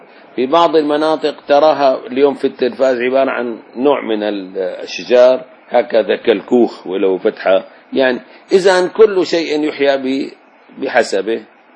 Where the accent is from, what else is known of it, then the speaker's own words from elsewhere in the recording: Damascus, Damascus Governorate, Syria; يعني لحنا لو رجعنا لدمشق بلدنا نجد سابقا فيها البيوت